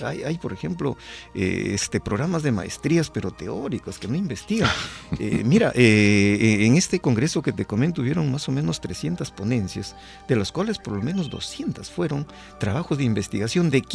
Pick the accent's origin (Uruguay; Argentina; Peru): Peru; nosotros como peruanos, ¿no?